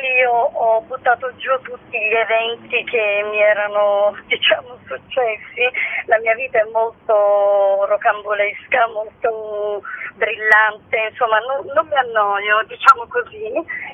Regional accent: Sicily, Italy; perché io sono siciliana

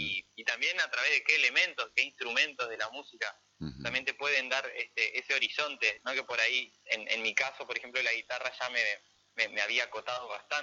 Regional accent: Concordia, Entre Ríos, Argentina; yo soy de Concordia y esto es nuestro.

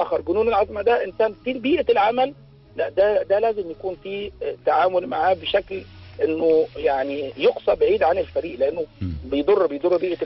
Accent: Egypt; بزيادة حبتين زي ما بيقولوا عندنا في مصر

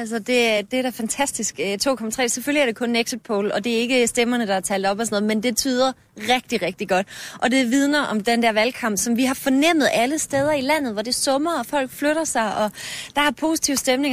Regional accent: Jutland, Denmark; Jeg er fra Jylland

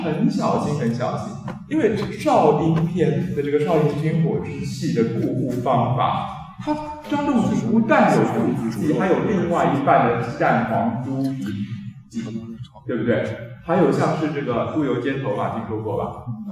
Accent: Taiwan; 因为像我们台湾这边用猪夫汤的家庭主妇啊

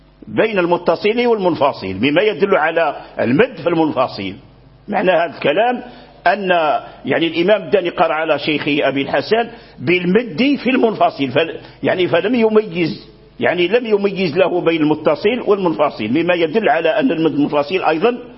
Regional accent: Morocco; لكن الذي جرى به العمل عندنا في المغرب

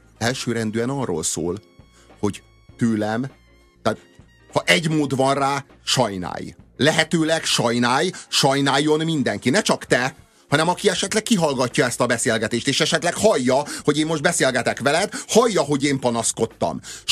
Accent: Hungary; Én is ember vagyok, én is magyar vagyok, én is köszönök

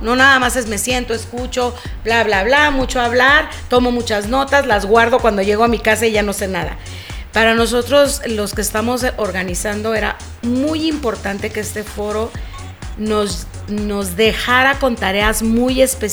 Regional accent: Mexico; cuánto nos cuesta a ti y a mí como mexicanos estar soportando esa situación

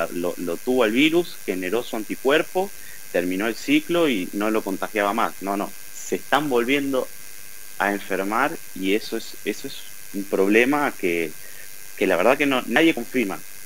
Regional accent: Santa Fe, Argentina; now in Brazil; como argentino que sigamos hablando del dengue, porque en Santa Fe, en mis recuerdos, ya era muy poco, era algo bastante combatido, pero acá en Brasil no

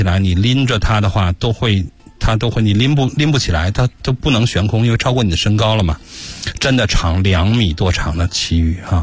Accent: China; 甚至我们中国人现在已经成为了当地的主力。

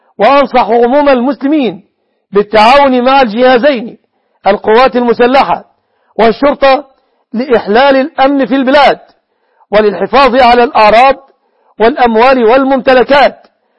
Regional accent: Egypt; في بلادنا مصر

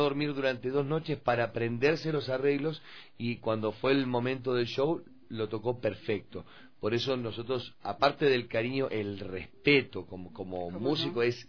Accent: Argentina; Jonathan es ecuatoriano, pero nosotros tres que somos argentinos somos fanas del pasillo

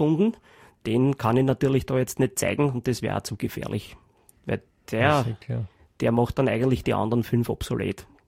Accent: Austria; Da ist man, glaube ich, als Geheimagent, als Österreicher schon einmal sehr gut ausgestattet.

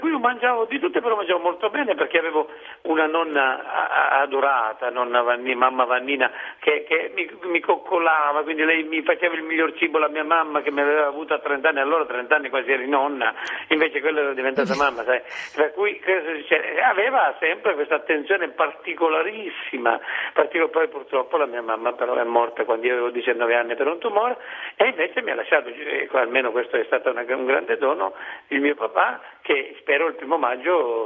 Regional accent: Rosolini, Sicily, Italy; Sono di Rosolini, in provincia di Siracusa, praticamente, per chi non conoscesse la Sicilia, è attaccata a Noto, perché Noto la conoscono tutti.

